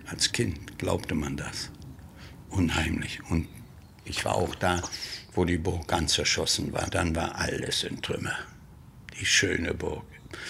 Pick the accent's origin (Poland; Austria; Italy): Poland; Malbork, Pomeranian Voivodeship; das ist meine Heimat, Marienburg, ist weg. Und dann war ich richtig traurig, wo ich sehe, die alte, schöne Marienburg.